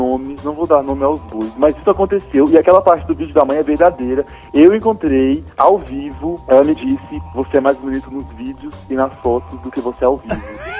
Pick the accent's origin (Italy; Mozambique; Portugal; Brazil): Brazil; Brasília, Federal District; É porque Brasília não tem uma identidade própria, né?